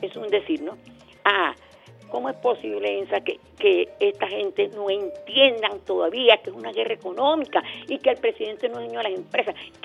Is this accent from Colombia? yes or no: yes; Colombia; now in Venezuela; Somos colombianos.